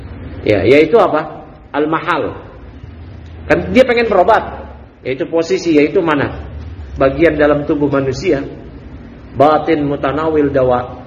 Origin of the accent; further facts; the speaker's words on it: Bekasi, West Java, Indonesia; kita orang Bekasi yang kuntet-kuntet. Kecil-kecil.